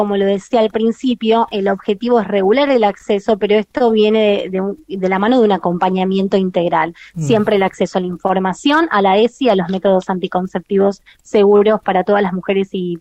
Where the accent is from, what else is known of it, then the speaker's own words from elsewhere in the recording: San Jorge, Santa Fe, Argentina; also born or lived in Rosario; Yo viví 5 años en Rosario, recuerdo que llegaba, yo soy de San Jorge, llegaba a la terminal a la 1 de la mañana